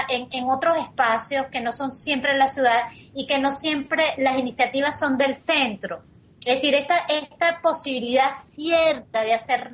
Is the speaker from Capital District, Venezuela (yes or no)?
yes; Caracas, Capital District, Venezuela; yo soy caraqueña